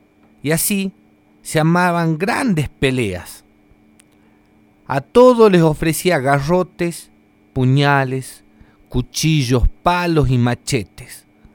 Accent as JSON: {"language": "Spanish", "region": "Jujuy", "country": "Argentina", "said": "Esta es otra historia también antigua de la zona de la quebrada de donde vengo. En aquellos tiempos solía aparecer una pulpería misteriosa, una carpa a la orilla de los caminos de la quebrada de Humahuaca"}